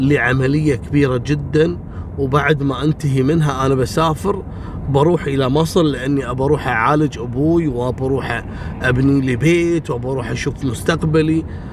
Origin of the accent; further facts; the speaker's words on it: Kuwait; لكن عندنا في الكويت كانت هذه أول حادثة تحصل